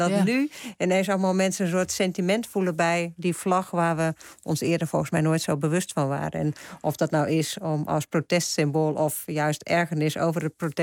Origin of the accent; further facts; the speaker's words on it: Friesland, Netherlands; als ik door Friesland rijd, waar ik vandaan kom